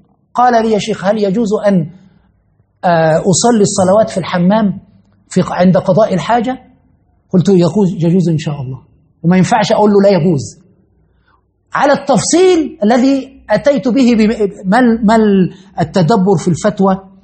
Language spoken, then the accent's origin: Arabic; Egypt; عندنا في مصر مثلا أن تتزوج امرأة لابد أن تأتي بالشقة